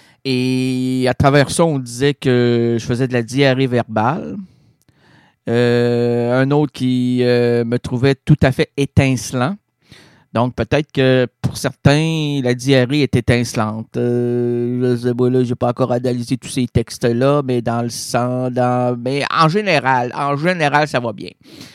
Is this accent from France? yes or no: no; Quebec City, Quebec, Canada; Hey, moi, je suis un gars des bois. OK? Pour ça que je viens de Limoilou, moi. Il y a de la forêt à Limoilou.